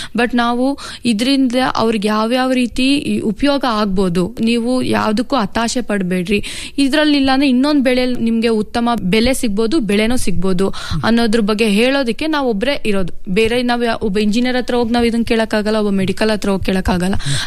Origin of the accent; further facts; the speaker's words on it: Chikkabennur, Karnataka, India; ನಾನು ಮೂಲತಃ ಚಿಕ್ಕಬೆನ್ನೂರು ಗ್ರಾಮದ ಚಿತ್ರದುರ್ಗ ಜಿಲ್ಲೆಯವಳು.